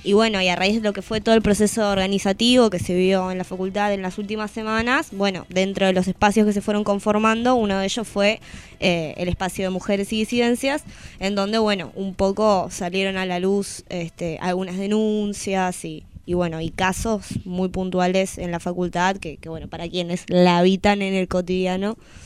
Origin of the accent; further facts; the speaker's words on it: Tierra del Fuego, Argentina; No, soy de Tierra del Fuego.